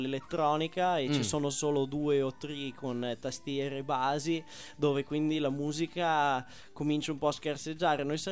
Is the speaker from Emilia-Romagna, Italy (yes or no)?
yes; Bologna, Emilia-Romagna, Italy; Siccome siamo di Bologna, il maiale ci vede